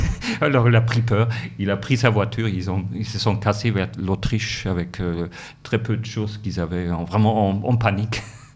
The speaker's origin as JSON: {"language": "French", "town": "Munich", "region": "Bavaria", "country": "Germany", "said": "J'ai dit ça aussi parce que je suis de Munich"}